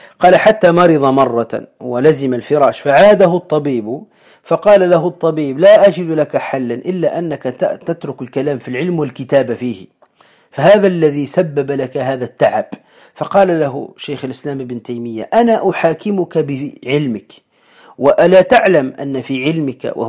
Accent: Morocco; والآس عندنا في المغرب ويسميه أيضا الريحان

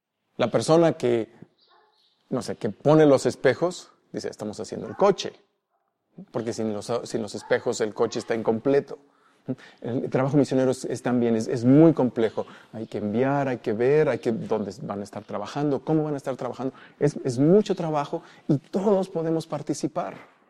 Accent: Mexico; y más siendo mexicanos, y más siendo, yo creo que presbiterianos

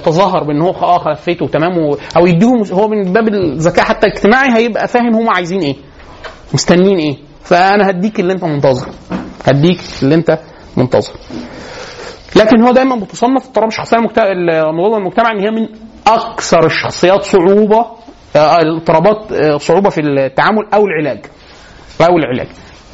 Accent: Egypt; سلوكنا إحنا كسلوك كمصريين عموما

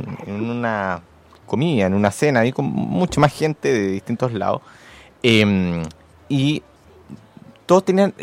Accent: Maipú, Santiago Metropolitan Region, Chile; yo soy originario de Maipú

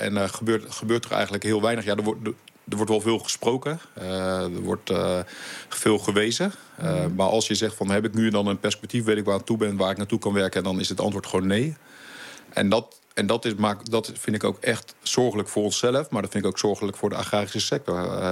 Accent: Voorschoten, South Holland, Netherlands; born there; now in Leusden, Netherlands; we zitten inderdaad nu in Leusden. Maar ik kom van oorsprong uit Voorschoten vandaan, Zuid-Holland. Daar ben ik geboren op een boerderij.

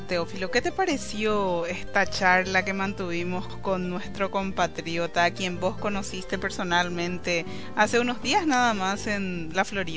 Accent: Paraguay; nuestras visiones también como migrantes paraguayos que estamos aquí

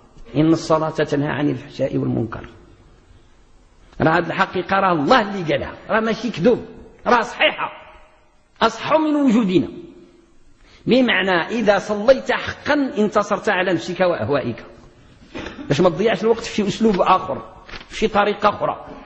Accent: Morocco; عندنا في المغرب راه دايزه فيه الزكاه في المغرب

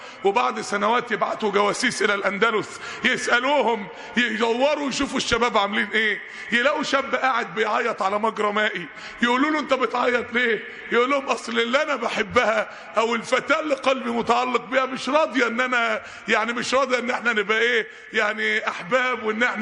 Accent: Mansoura, Dakahlia, Egypt; عندنا في المنصورة

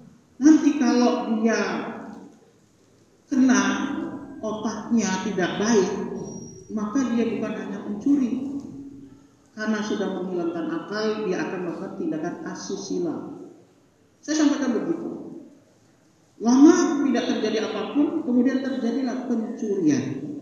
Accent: Sumatra, Indonesia; Saya ini dari Sumatera, Pak.

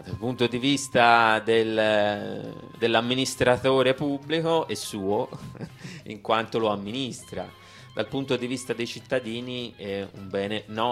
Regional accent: Sicily, Italy; Vabbè, essendo siciliano, sicuramente quello che mi infiamma di più è sicuramente l'antimafia

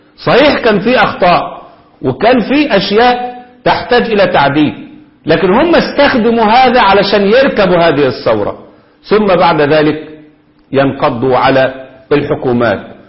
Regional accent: Egypt; زي ما هم الخونة عندنا في مصر

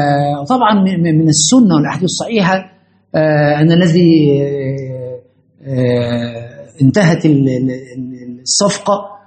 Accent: Egypt; ده مشكلة عندنا في مصر في كل زمان ومكان

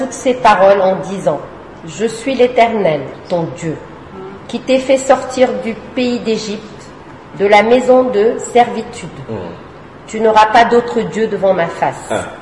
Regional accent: Fatima, Centro, Portugal; parce qu'on est portugais de Fatima.

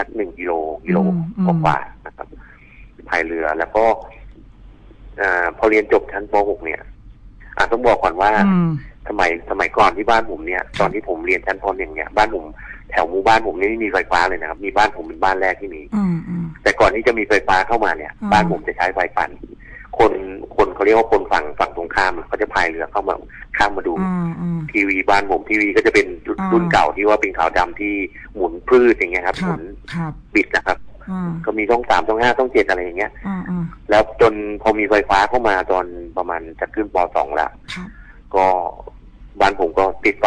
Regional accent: Nakhon Pathom, Thailand; ตอนนี้ผมอายุ46ละผมเกิดในยุค70ครับก็พอดีผมเป็นคนที่พื้นเพเป็นคนที่จังหวัดนครปฐมนะครับเกิดในเมือง

